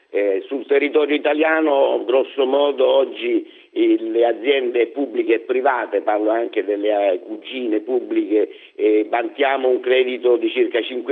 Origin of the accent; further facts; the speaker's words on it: Sicily, Italy; ne parlo io che sono siciliano d'origine, quindi non è un'offesa